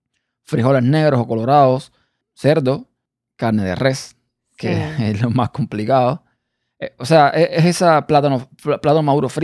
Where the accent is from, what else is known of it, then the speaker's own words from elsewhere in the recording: Cuba; estamos acostumbrados en Cuba a comer más, no tan seco, digamos.